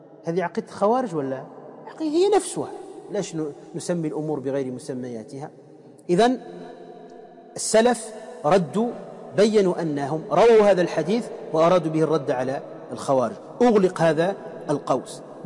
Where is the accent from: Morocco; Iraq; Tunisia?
Tunisia; موجودين عندنا في تونس، في شربة